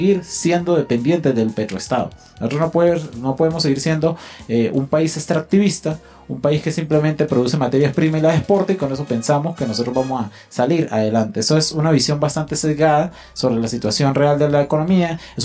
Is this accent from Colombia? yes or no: no; Venezuela; yo creo que todos como ciudadanos venezolanos nos estamos viendo afectados